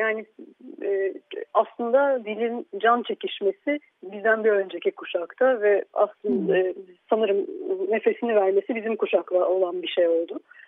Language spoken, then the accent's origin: Turkish; Istanbul, Turkey; born there; İstanbul'da doğdum. Saint Joseph Lisesi'nden mezun oldum. Sonra hukuk fakültesini bitirdim.